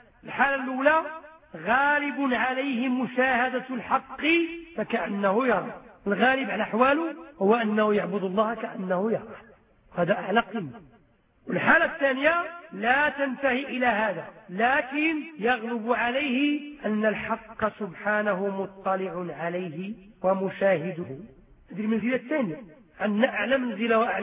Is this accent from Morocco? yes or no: yes; Morocco; هذا هو الإنسان العادي عندنا في المغرب